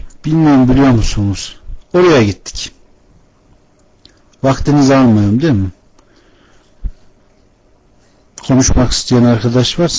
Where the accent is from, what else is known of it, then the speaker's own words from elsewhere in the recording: Ankara, Turkey; born there; Memleketim Konya. Anam babam Konya'da doğmuş. Ankara'ya gelmiş. Allah benim Ankara'da doğmamı nasip etmiş. 3-2-1964 Ankara doğumluyum.